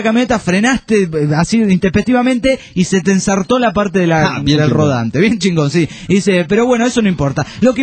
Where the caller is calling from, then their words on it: Olavarría, Buenos Aires Province, Argentina; Hola muchachotes … de Olavarría.